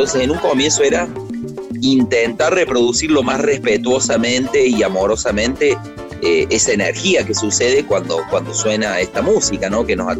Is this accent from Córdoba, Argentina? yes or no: yes; Córdoba, Argentina; somos una banda cordobesa, de cordobeses, en Córdoba, al sur del mundo, haciendo una música latinoamericana, cubana